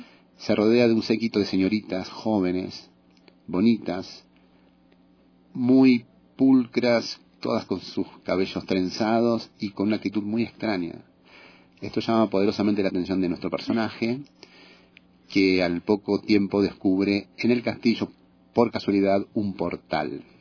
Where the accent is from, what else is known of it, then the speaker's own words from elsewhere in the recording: Buenos Aires, Argentina; Yo soy de Buenos Aires.